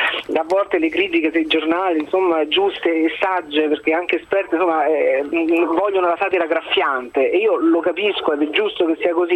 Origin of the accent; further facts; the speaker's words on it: Rome, Lazio, Italy; sono romano, tanto di cappello